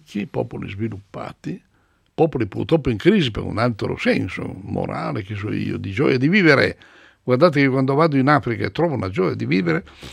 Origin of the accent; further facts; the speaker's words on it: Tronzano Vercellese, Piedmont, Italy; Io vengo dalla provincia di Vercelli.